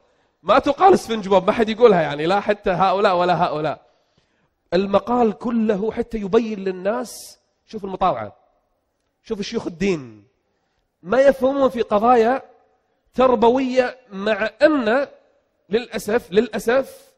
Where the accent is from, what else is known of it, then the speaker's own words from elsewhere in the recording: Kuwait; جاي من بلدي الكويت لبلد الخبر يعني أنا في النهاية ما سافرت يعني جاي من بلدي إلى بلدي